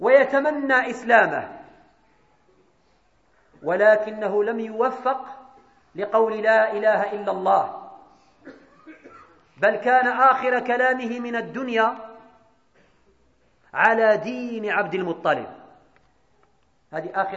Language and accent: Arabic; Morocco; أن يجنب بلدنا المغرب ملكا وشعبا